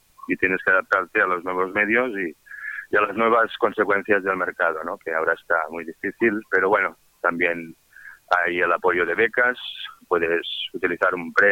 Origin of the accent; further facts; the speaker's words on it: Vic, Catalonia, Spain; yo empecé con un trabajo en mi pueblo, en Vic